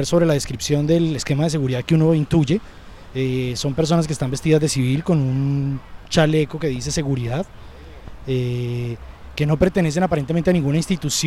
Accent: Colombia; Yo le puedo mostrar mi cédula, que es la que me identifica como ciudadano colombiano

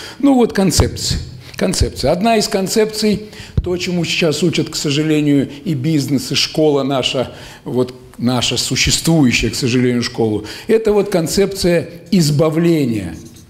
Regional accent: Kostroma, Kostroma Oblast, Russia; ладно, я из Костромы-то, из Волги, а вон вообще с Урала.

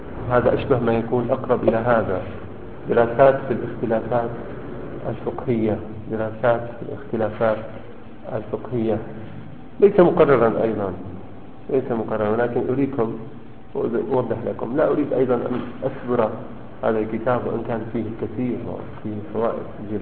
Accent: Syria; كنا نحن الاثنين من سوريا

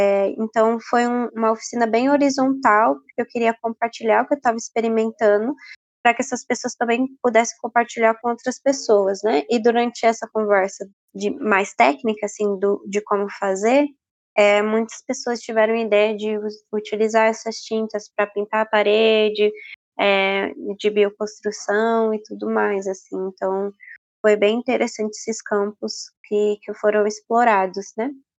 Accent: Osasco, São Paulo, Brazil; sou de Osasco, São Paulo. Estou há 2 anos no nomadismo, então não necessariamente o Osasco é meu lugar de moradia, mas sim o meu lugar de retorno.

